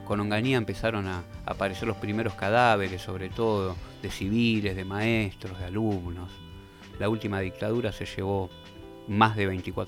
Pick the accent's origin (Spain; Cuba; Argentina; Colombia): Argentina; Pero somos argentinos.